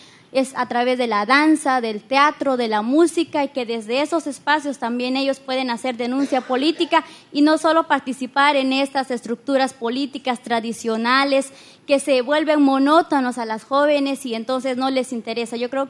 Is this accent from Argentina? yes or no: no; Guatemala; vengo de Guatemala.